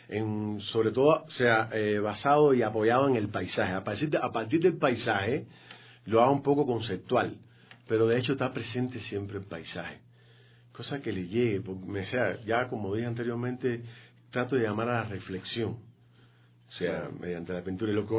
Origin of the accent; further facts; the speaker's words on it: Cuba; Bueno, de hecho, vengo de Cuba, o sea, soy cubano.